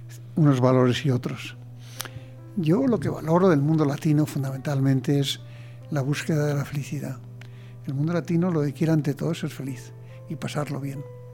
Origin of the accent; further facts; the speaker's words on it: Spain; Y luego también soy español claramente, ¿no?